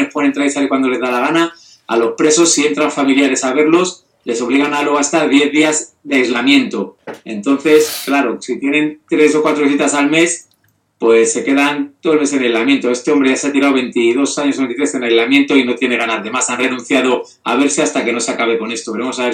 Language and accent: Spanish; Santander, Cantabria, Spain; Si yo ya represento a Santander, que soy castellano, solo falta un vasco para tener todo el Cantábrico.